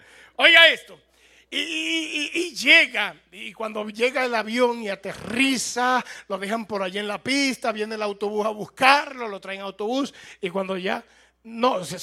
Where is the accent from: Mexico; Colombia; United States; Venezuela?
United States; Yo soy norteamericano. Cuando yo fui a Cuba, allá los cubanos creían que yo era cubano.